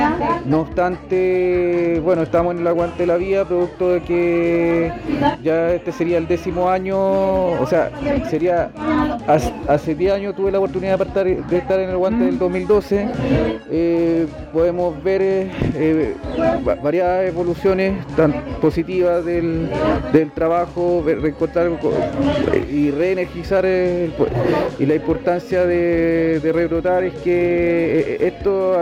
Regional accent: Curicó, Maule, Chile; vengo de la ciudad de Curicó

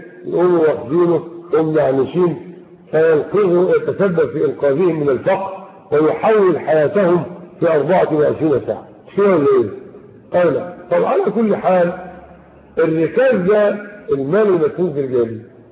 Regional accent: Egypt; يعني احنا عندنا في مصر هنا بيطلعوا تماثيل ذهبيه

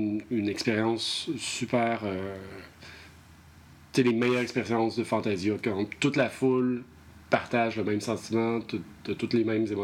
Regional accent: Lévis, Quebec, Canada; Moi, je venais tout juste d'arriver. Je viens de Lévis, en face de Québec

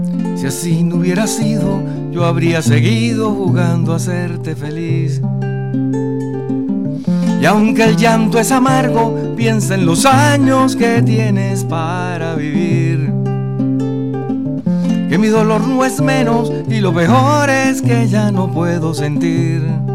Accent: Venezuela; yo, que soy venezolano y paseo por el downtown, y entonces sé que por aquí estuvo Bolívar, padre de mi patria

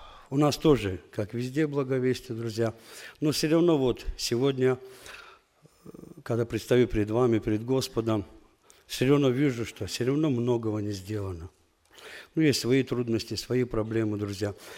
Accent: Qusar, Qusar District, Azerbaijan; я тоже из Азербайджана, из севера Азербайджана, город Кусары. Она находится в приграничной зоне с Дагестаном, с Россией.

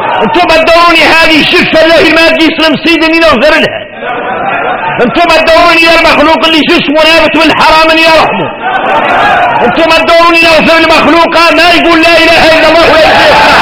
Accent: Mauritania; احنا موريتاني

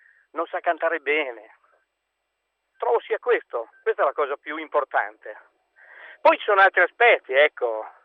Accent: Emilia-Romagna, Italy; anche se io non sono napoletano, sono emiliano

